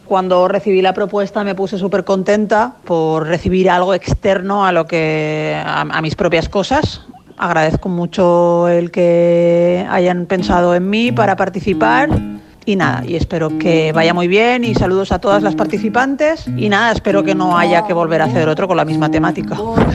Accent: Barcelona, Catalonia, Spain; de Barcelona, España, y estoy súper contenta de haber participado

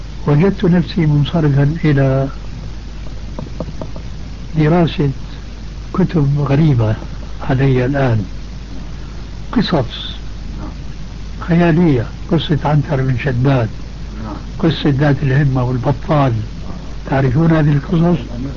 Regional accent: Damascus, Damascus Governorate, Syria; كما يقال عندنا في دمشق

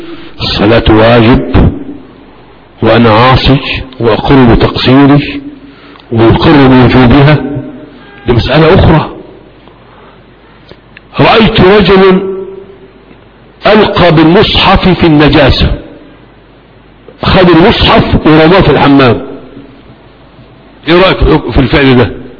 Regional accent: Egypt; أنا مصري هنا، أديت فتوى في مصر

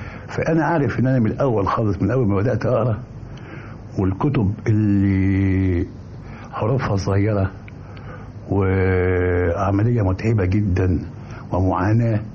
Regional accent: Mansoura, Dakahlia, Egypt; أنا من المنصورة

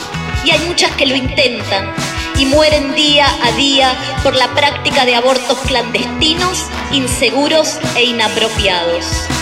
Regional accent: Argentina; que yo, como ciudadana argentina, merecía, porque es mi derecho básico.

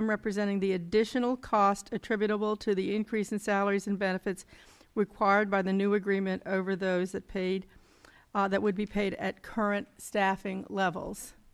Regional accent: New Hampton, United States; I'm from New Hampton, and I am the chair of the budget committee.

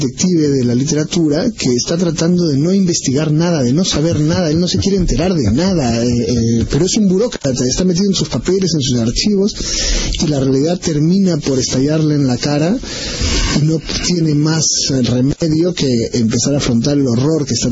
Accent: Peru; yo debo confesar como peruano

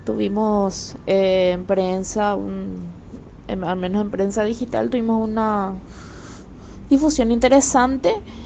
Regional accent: Paraguay; de Paraguay. Hoy se conmemora el Día Internacional de la Mujer Paraguaya acá en nuestro país

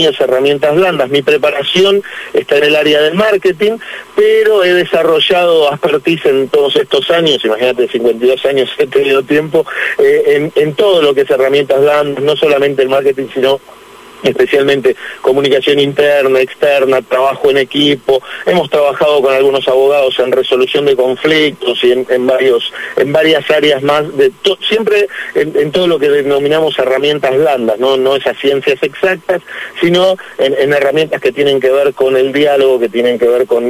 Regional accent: Buenos Aires, Argentina; Yo soy porteño de nacimiento, nací en Capital y viví en Capital prácticamente toda mi vida, o sea, tuve momentos en donde fui a vivir al Gran Buenos Aires, muy cerca de Capital

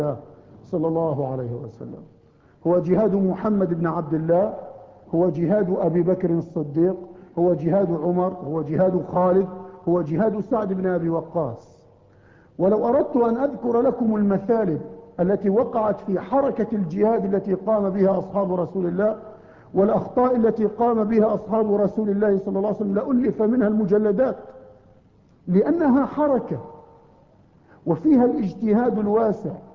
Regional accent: Palestine; فأنا فلسطيني

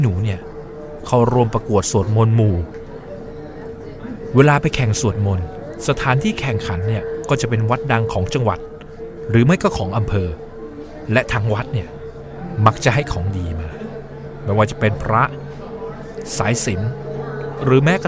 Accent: Southern Thailand, Thailand; ทั้งที่หนูเป็นเด็กใต้ที่พูดใต้ไม่เก่ง

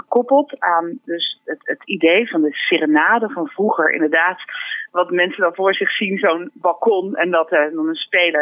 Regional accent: Rotterdam, South Holland, Netherlands; En zelf kom ik ook uit Rotterdam-Zuid en ben professioneel violiste.

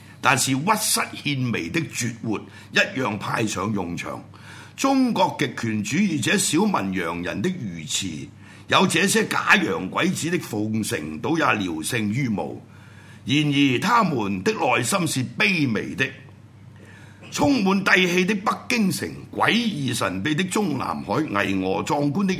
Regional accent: Hong Kong; 跟住就欺壓我哋香港人

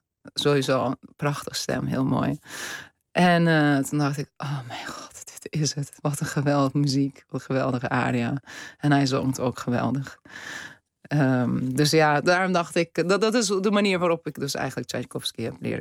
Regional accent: Istanbul, Turkey; Ja, ik ben geboren en opgegroeid in Istanbul.

